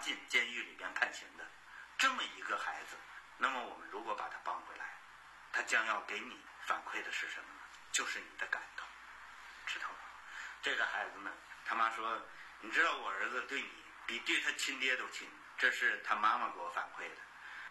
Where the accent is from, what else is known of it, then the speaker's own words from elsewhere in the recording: China; 我们中国人是非常兴奋的，很激动的